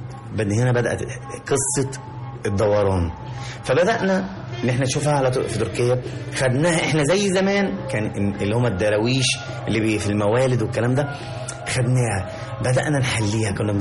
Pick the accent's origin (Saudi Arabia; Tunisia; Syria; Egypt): Egypt; حضرتك احنا طبعا احنا كمصريين لازم نضيف لاي حاجه لمسه الجمال